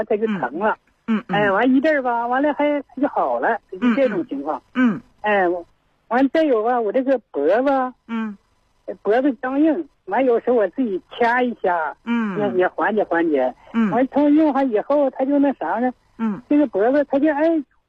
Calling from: Qiqihar, Heilongjiang, China; 哎，我是齐齐哈尔的。

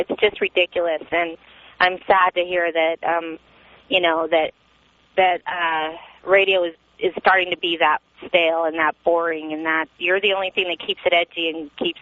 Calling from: Phoenix, Arizona, United States; I'm calling from Phoenix

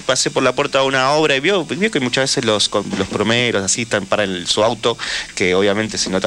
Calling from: Chaco, Argentina; Desde el Chaco.

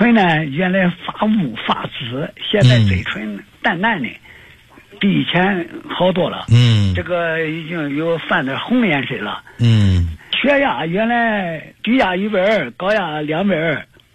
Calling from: Nanjing, Jiangsu, China; 我是南京的

